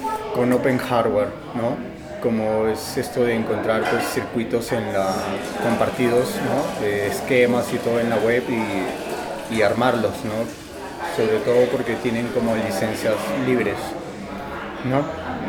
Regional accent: Lima, Peru; de Lima, Perú.

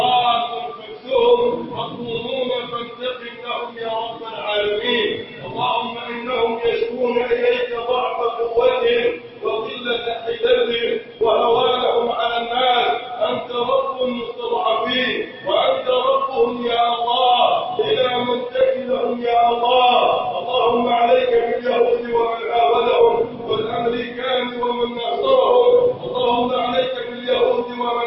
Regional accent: Egypt; من أرادنا أراد بلدنا مصر بخير وفقه لكل خير

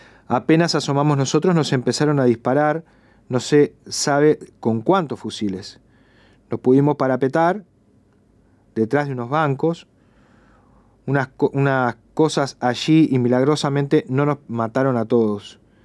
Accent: Cuba; le digo inmediatamente que soy estudiante al jefe de la policía, que soy cubano, que estamos en un congreso.

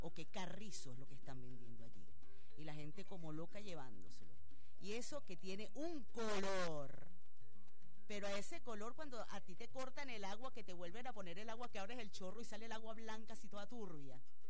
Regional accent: Venezuela; lo digo como venezolana

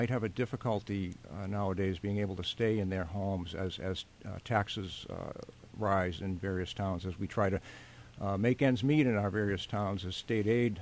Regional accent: Billerica, Massachusetts, United States; And I'd want to mirror that coming over from Concord to work in my hometown.

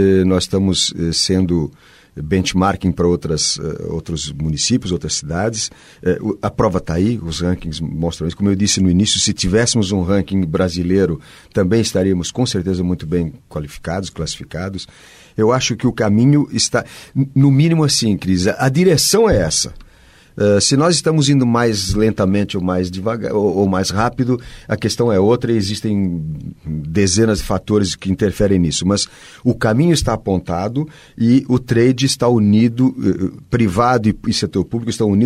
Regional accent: Portugal; now in Brazil; eu venho de Portugal, exatamente de uma região de fronteira também com a Espanha

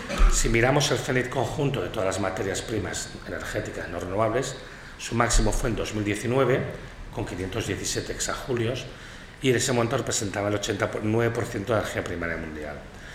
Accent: Catalonia, Spain; como yo vengo de Cataluña

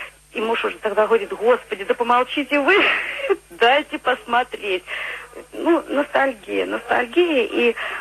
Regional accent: Bryansk, Bryansk Oblast, Russia; Да, конечно, я из Брянска.

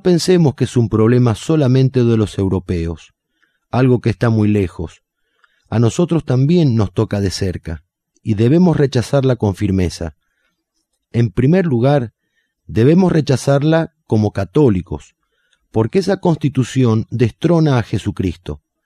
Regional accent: Argentina; debemos rechazarla como argentinos, ya que tenemos un motivo muy especial

